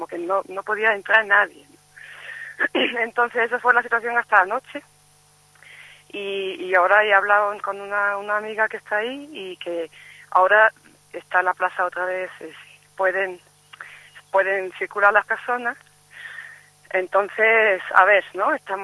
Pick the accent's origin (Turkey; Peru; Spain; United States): Turkey; Spanish is a second language; yo he estado viviendo 5 años ahí y soy turco.